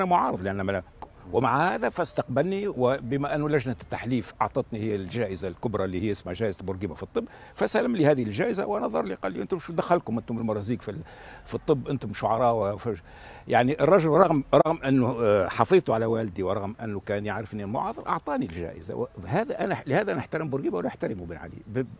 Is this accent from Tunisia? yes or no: yes; Tunisia; سأمارس الحق حقي الدستوري كتونسي